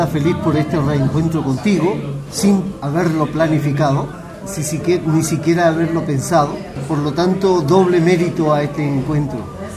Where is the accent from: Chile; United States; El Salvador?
Chile; termino pasando un mes en prisión en el Estadio Chile, el Estadio Nacional en mi país